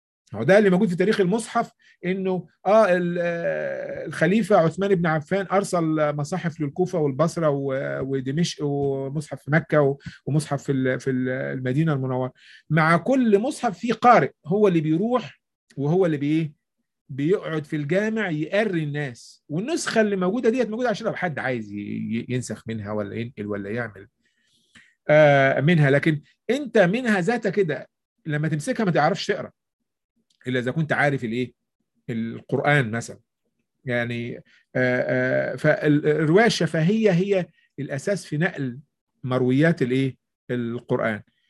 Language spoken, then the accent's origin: Arabic; Egypt; accent: Egyptian; بتكلم اهوت باللهجة المصرية اللي انا اتولدت ونشأت واكتسبتها بالسليقة من المجتمع